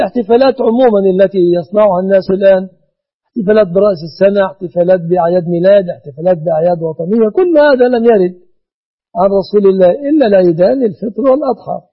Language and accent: Arabic; Egypt; بلادنا مصر